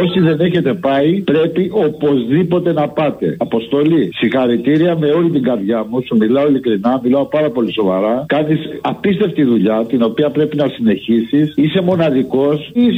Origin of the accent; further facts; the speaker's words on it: Heraklion, Crete, Greece; από το Ηράκλειο.